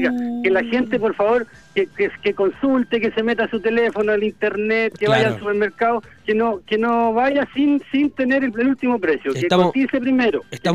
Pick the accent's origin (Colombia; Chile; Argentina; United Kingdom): Chile; Talca, Maule; nosotros no somos de Santiago, no somos de Arica, somos talquinos. Nosotros somos emprendedores talquinos